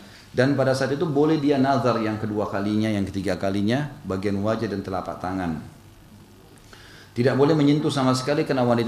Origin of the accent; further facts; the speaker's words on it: South Sulawesi, Indonesia; born there; Saya lahir di Sulawesi Selatan dan saya selalu ingatkan itu.